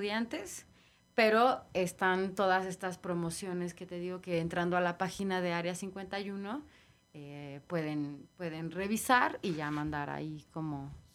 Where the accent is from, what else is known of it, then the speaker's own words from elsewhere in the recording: Xalapa, Veracruz, Mexico; De aquí de Jalapa.